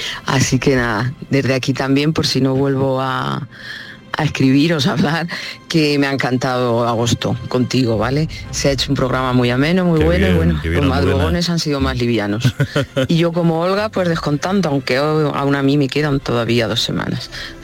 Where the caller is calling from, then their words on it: Aranjuez, Community of Madrid, Spain; de Aranjuez.